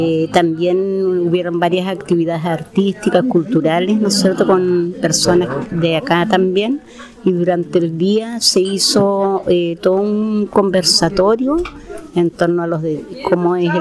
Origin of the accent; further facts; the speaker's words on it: Curaco de Vélez, Los Lagos, Chile; soy de Chiloé, de Curaco de Vélez.